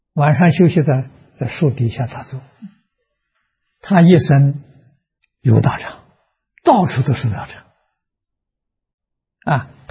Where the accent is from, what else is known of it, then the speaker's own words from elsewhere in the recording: China; 我们中国人讲的道德啊，一丝毫没有违背性德啊